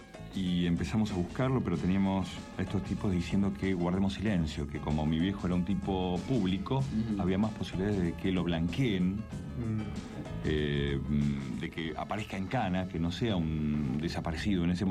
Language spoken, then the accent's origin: Spanish; Mar del Plata, Buenos Aires Province, Argentina; also born or lived in Brazil; now in Buenos Aires, Argentina; mi hermano, el que me sigue a mí en edad, y yo nos fuimos de Mar del Plata al tiempo.